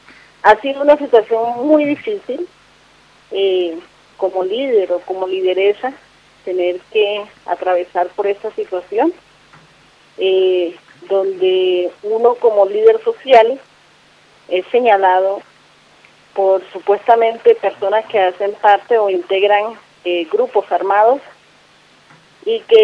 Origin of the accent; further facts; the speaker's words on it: Arenal, Bolívar, Colombia; now in Bogotá, Colombia; Pues yo soy de Arenal Sur de Bolívar y mi domiciliaria está en la ciudad de Bogotá, es de polo a polo, bastante distante.